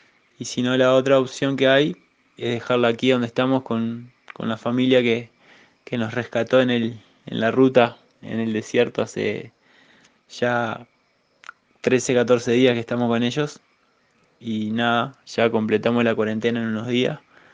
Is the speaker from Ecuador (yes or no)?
no; Uruguay; somos muchos los uruguayos que estamos viajando en mochila, en bicicleta, por Argentina, y que estamos totalmente varados.